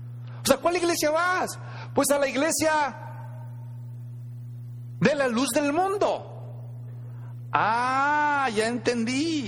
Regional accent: Mexico; era muy difícil encontrar cristianos en México, allá de donde yo vengo.

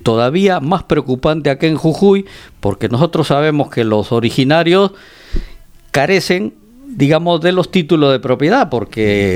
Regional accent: Peru; nosotros eso como peruanos lo sabemos recontra bien

